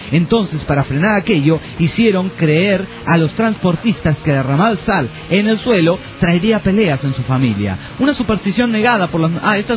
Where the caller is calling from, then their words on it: Necochea, Buenos Aires Province, Argentina; Muy bien, acá en Necochea cagándonos de frío.